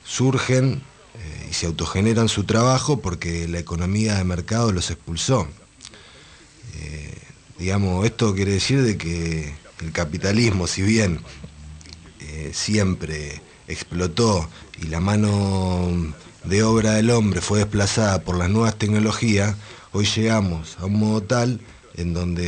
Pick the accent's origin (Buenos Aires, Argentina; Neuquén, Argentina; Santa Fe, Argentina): Buenos Aires, Argentina; Yo, desde mis inicios, de Matadero.